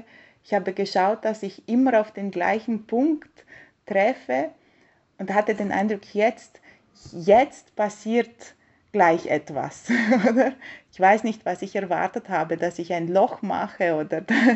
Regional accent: Bucharest, Romania; Ich habe schon als Kind in Bukarest ganz viel Tennis gespielt.

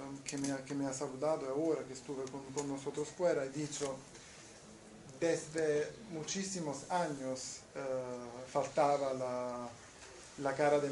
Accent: Naples, Campania, Italy; Spanish is a second language; now in Canada; Que trabajo en Canadá, pero soy de Italia, soy del sur de Italia, de Nápoles

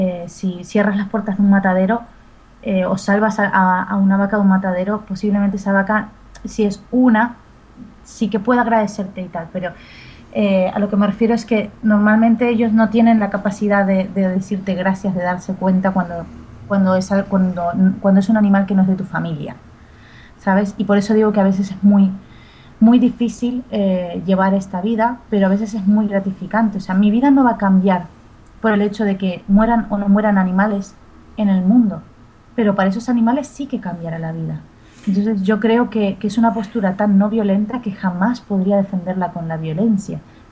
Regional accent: Argentina; y yo además vengo de la República Argentina, que otra cosa no, pero vacas se comen

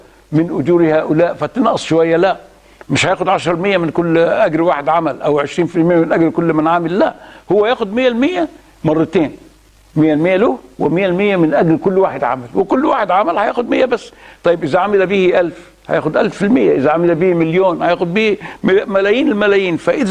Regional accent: Alexandria, Alexandria Governorate, Egypt; ساد في وقت من الأوقات في بلدنا الإسكندرية

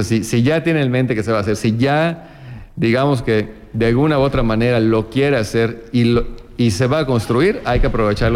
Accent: Yucatán, Mexico; yo creo que es donde debemos de buscar aprovechar como empresarios yucatecos.

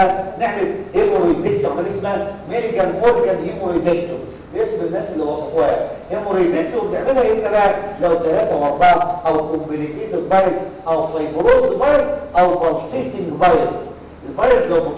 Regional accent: Egypt; طبعا عندنا في مصر

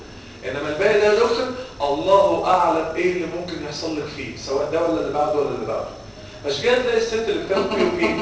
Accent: Egypt; احنا كمصريين بناكل وننكر وننسى.

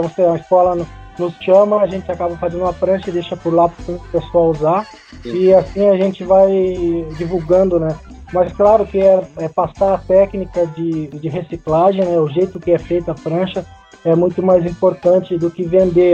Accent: Porto Alegre, Rio Grande do Sul, Brazil; eu sou de Porto Alegre aqui.

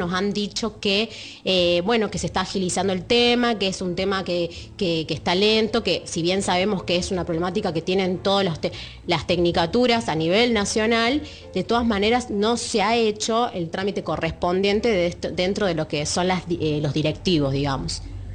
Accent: Catamarca, Argentina; soy de Catamarca y estudio en el ISAC, en el Instituto de Arte y Comunicación.

